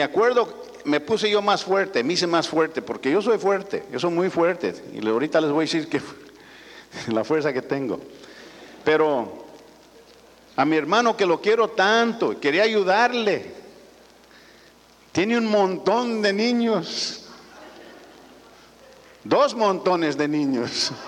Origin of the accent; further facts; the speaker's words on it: Nebraska, United States; born there; Yo nací en Nebraska, en medio del Betabel, ahí en el Betabel, en la Pisca.